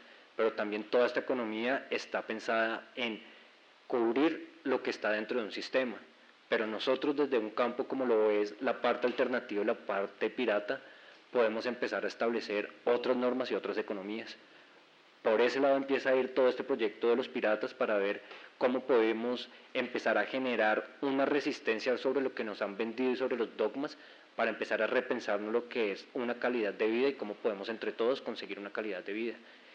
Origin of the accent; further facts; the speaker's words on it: Bogotá, Bogotá Capital District, Colombia; vengo de Bogotá con dos procesos